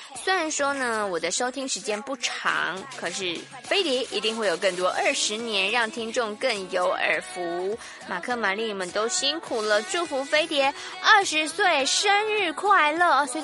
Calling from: Taichung, Taiwan; 从小陪伴我长大，小时候听台中广播

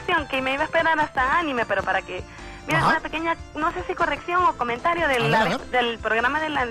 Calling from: Tegucigalpa, Francisco Morazán, Honduras; De aquí de Tegucigalpa

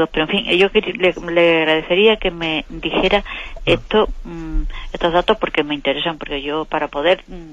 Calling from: Córdoba, Andalusia, Spain; de Córdoba.

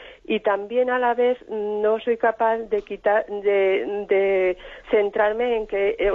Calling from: Madrid, Community of Madrid, Spain; de Madrid.

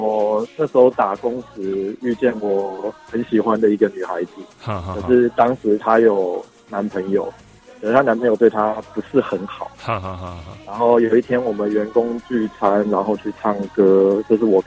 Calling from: Taipei, Taiwan; 我是台北的

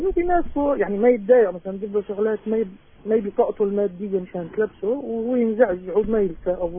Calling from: Aleppo, Aleppo Governorate, Syria

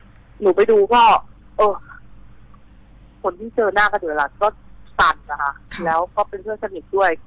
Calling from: Bangkok, Thailand

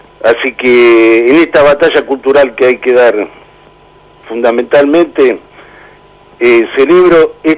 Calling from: San Fernando, Buenos Aires Province, Argentina; de San Fernando.

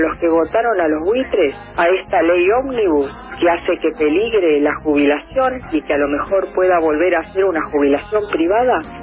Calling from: Carapachay, Buenos Aires Province, Argentina; de Carapachay.

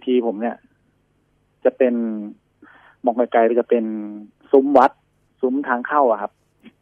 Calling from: Bangkok, Thailand; ตลาดพลูครับ

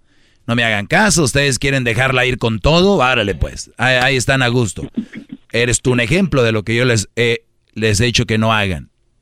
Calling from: Guanajuato, Mexico; Soy de Guanajuato, saludos, lo escuchamos aquí en Santana, en la construcción.

